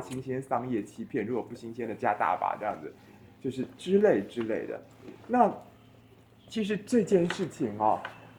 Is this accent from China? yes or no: no; Taiwan; 就对我们台湾人来讲，就大陆人的工作方式是其实很使力的